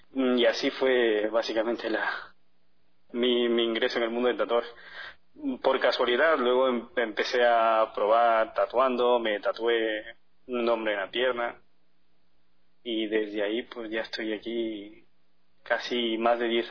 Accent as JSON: {"language": "Spanish", "country": "Ecuador", "moved": "yes", "said": "Digo, sí, yo soy ecuatoriano. Muchos no se lo creen, otros sí. Por el acento, a la hora de hablar."}